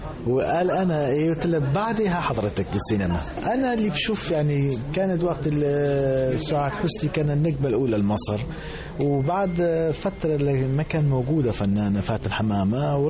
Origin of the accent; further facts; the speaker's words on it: Sulaymaniyah, Kurdistan Region, Iraq; born there; moved away as an adult; also born or lived in Germany; تولدت بمدينة سليمانية بكردستان العراق، خريج معهد فنون جميلة قسم الموسيقى، بعدها راحت على ألمانيا، بعدها راحت على ألمانيا درست الماجستير في موسيقى بألمانيا موسيقى جرافيك